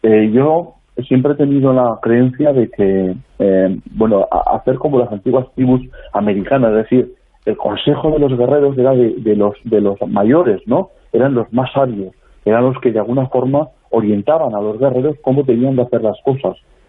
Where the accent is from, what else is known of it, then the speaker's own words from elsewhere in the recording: Valderrobres, Aragon, Spain; born there; Yo nací ahí en el Matarraña, en Valderrobres, lo que es su capital en estos momentos